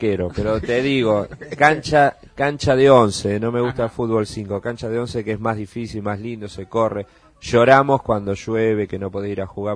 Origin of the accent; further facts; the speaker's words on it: Buenos Aires, Argentina; born there; Sé que nací en una casa en Belgrano, en el barrio de Belgrano.